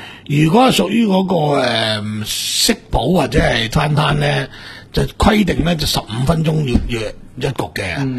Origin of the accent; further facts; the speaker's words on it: Guangdong, China; 呢个我哋广东人嘅一个俗语嚟噶